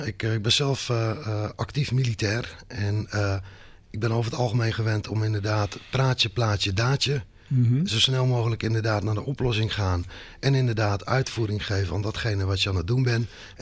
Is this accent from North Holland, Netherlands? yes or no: no; Gorinchem, South Holland, Netherlands; Ik kom uit Gorinchem.